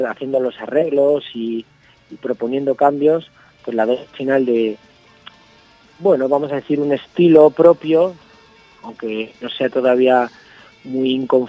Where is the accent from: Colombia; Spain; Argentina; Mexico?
Spain; Toledo, Castilla-La Mancha; somos de Toledo